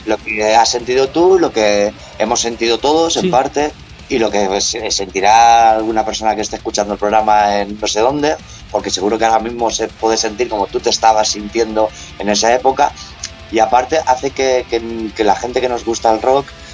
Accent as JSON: {"language": "Spanish", "region": "Balearic Islands", "country": "Spain", "tie": "born or raised there", "said": "Yo soy de mallorquín, me he criado en esta isla."}